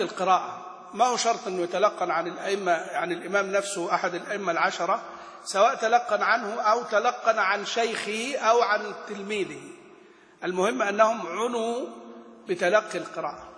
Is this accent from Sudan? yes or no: no; Egypt; نحن كمصريين مثلا ما نخرج الذال ذالا ولا الثاء ثاء ولا الضاء ضاء، وإنما نخرج الضاء ظاء، ونخرج الثاء ساء سين، ونخرج مثلا الذال زاي.